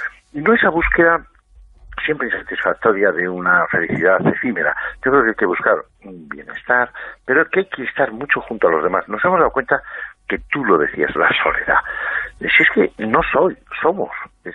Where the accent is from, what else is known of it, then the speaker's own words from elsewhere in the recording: Spain; tienen intereses a veces que a nosotros, como españoles, se nos confunde